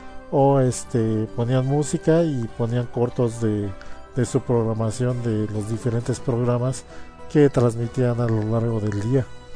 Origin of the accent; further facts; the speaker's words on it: Mexico; que es la que la mayoría vimos y con la que crecimos, en ese entonces en México